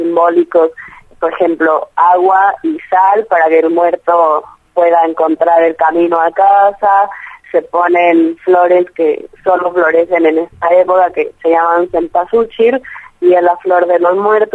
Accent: Mexico; moved away; yo crecí en México y la muerte no es un tabú.

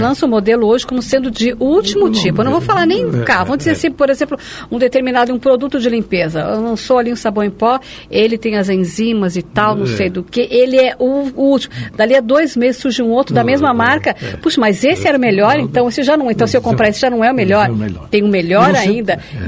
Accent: São Paulo, Brazil; eu sou brasileiro, sou filho de português, mas sou paulista, acima de tudo, antes eu sou paulista.

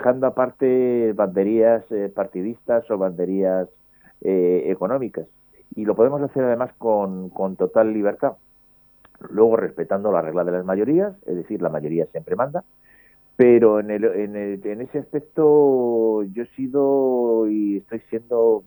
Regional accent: Madrid, Community of Madrid, Spain; born there; mi pueblo de adopción es Talavera de la Reina. Yo soy nacido en Madrid, pero podía haber nacido en cualquier otro sitio

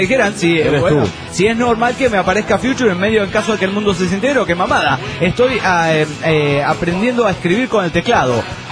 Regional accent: Mexico City, Mexico; del DF mexicano!

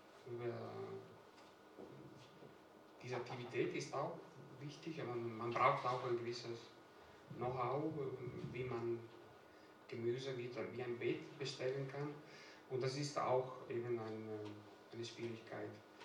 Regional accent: Italy; German is a second language; now in Germany; dass ich bin eigentlich auf dem Land aufgewachsen in Italien. Meine Großeltern waren beide Bauern.

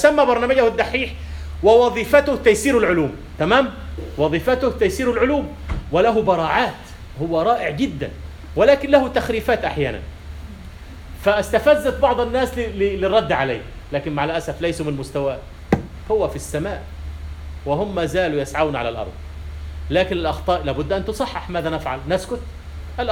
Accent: Kafr El Sheikh Governorate, Egypt; لكن في الألف من يقول ساعة ساعة داخلية، عندنا في كفر الشيخ يقولون ساعة، هذه إمالة.

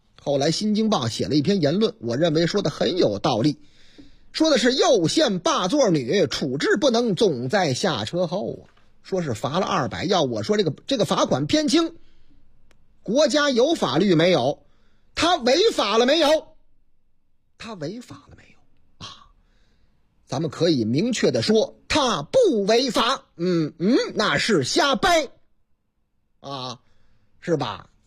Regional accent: Beijing, China; 北京青年报说咱北京，呵，我老家南城厉害了

